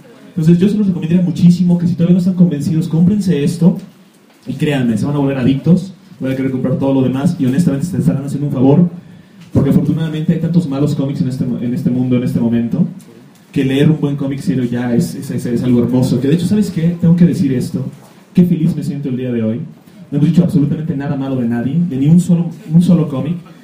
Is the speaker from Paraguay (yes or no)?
no; Mexico; como todo mexicano